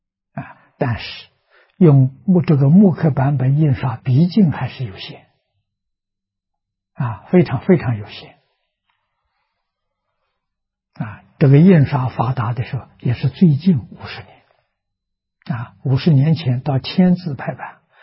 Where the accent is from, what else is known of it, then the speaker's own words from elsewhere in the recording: Shucheng, Anhui, China; 也就是在我的老家啊，安徽舒城。距离我出生的地方很近啊